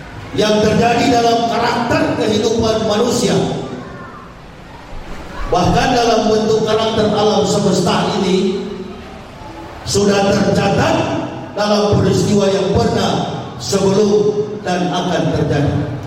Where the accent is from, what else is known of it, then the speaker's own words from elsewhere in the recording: Manado, North Sulawesi, Indonesia; Saya dilahirkan di kota Manado.